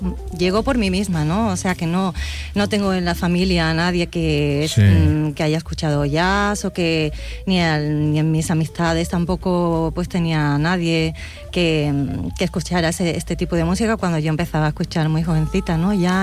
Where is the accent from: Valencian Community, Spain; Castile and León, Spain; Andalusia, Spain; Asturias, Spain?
Andalusia, Spain; Cádiz; Sí, exactamente. Soy muy gaditana.